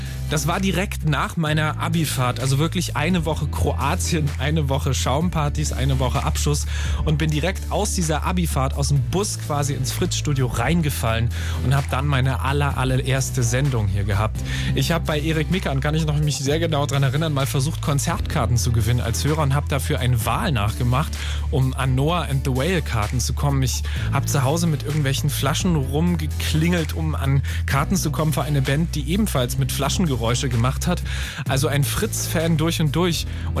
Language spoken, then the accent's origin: German; Germany; in meinem Berliner Vorort, wo ich groß geworden bin